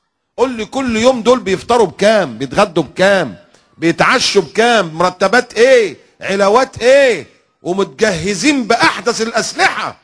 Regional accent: Egypt; وعندنا في مصر بنيين كنايس

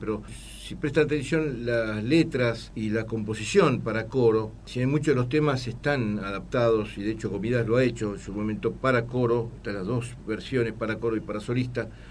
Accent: Buenos Aires, Argentina; Si bien somos argentinos también, tenemos doble nacionalidad, doble formación y luchamos por y bregamos por desarrollo nuestro personal, integrar en todos los aspectos, acá como porteños

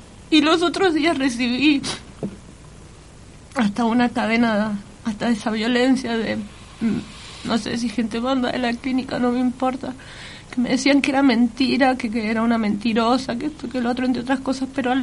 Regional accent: Mendoza, Argentina; yo soy de Mendoza

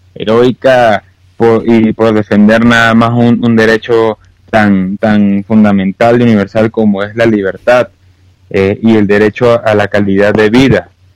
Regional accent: Venezuela; a nosotros como venezolanos le podemos decir en España que bueno, vean el espejo.

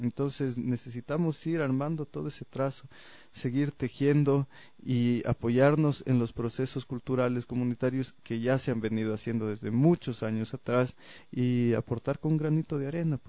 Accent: Ecuador; demostrar como ecuatorianos que somos milenarios, que tenemos una identidad única

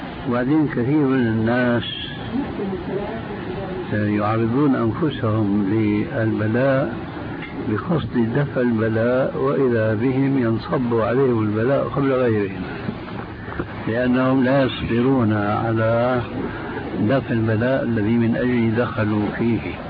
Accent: Syria; عندنا في الشام

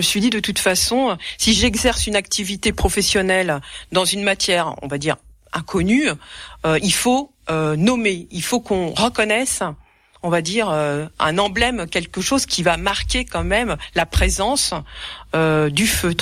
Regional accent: Île-de-France, France; moi, je viens pas des Vosges, je viens de la région parisienne

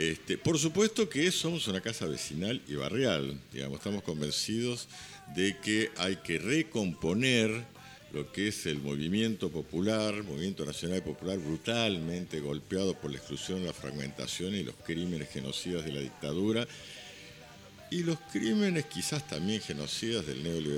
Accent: Buenos Aires, Argentina; De todo esto que hemos sufrido como argentinos y como porteños

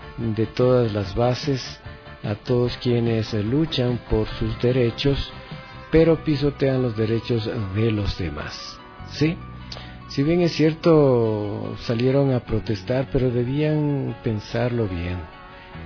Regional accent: Ecuador; como todo ecuatoriano que tengo mis derechos

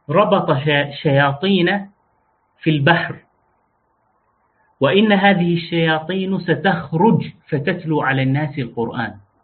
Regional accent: Deir ez-Zor, Deir ez-Zor Governorate, Syria; moved away; also born or lived in Jordan / Damascus; أنا من دير الزور على سبيل المثال، وعشت فترات طويلة من عمري خارج مدينتي، فإذا سمعت مني كلاما لا تقل أهل الدير يقولون كذا. ليش؟ لأن لهجتي هذه لغتي اختلطت بلغات أخرى

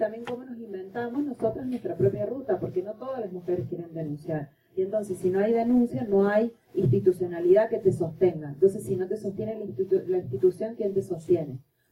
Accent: Argentina; now in Venezuela; Yo soy argentina, pero vivo en Venezuela

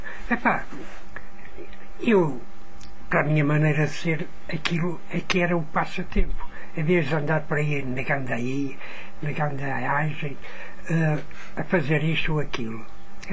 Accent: Portugal; born there; Portanto, eu nasci cá, também sou português. Com um bocadinho arraçado, mas sou português.

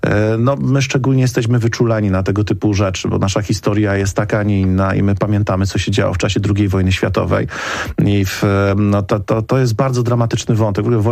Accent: Katowice, Silesian Voivodeship, Poland; ja jestem również z Katowic

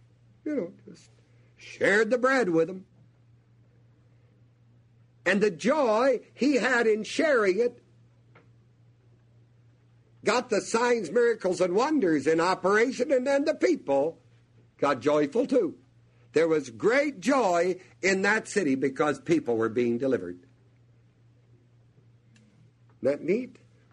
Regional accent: New Knoxville, Ohio, United States; born there; I was born in New Knoxville.

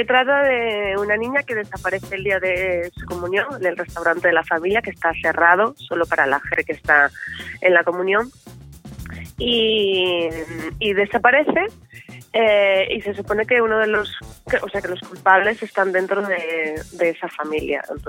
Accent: Asturias, Spain; Si puedo trabajar en mi tierra sería maravilloso. Si trabajo en una serie que es la de toda España, pues maravilloso también. Me encantaría poder trabajar en Asturias, ¿no?

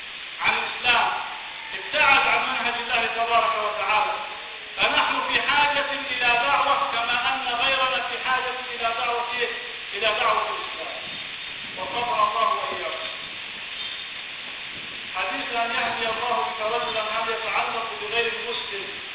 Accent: Upper Egypt, Egypt; نعم يا شيخ، في فرق كثير عندنا في الصعيد.

